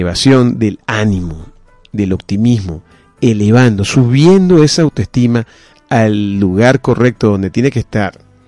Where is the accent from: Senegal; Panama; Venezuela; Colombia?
Venezuela; Porque todos somos venezolanos.